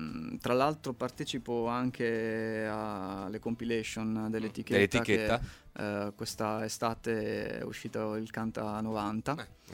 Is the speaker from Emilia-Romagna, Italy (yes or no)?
yes; Bologna, Emilia-Romagna, Italy; Sono bolognese, ho accettato questa sfida